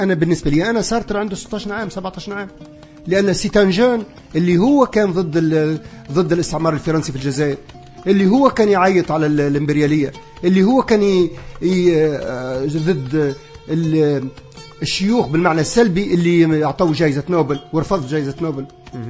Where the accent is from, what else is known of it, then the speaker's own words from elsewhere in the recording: Souk El Had, Tunisia; أنا في قريتي في سوق الحد